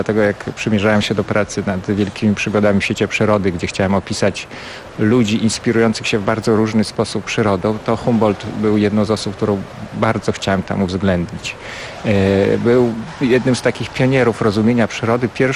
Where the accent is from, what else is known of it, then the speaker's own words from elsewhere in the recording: Podlaskie Voivodeship, Poland; na Podlasiu, gdzie się wychowałem, jeszcze w moim dzieciństwie odróżniano wymowie CH i H.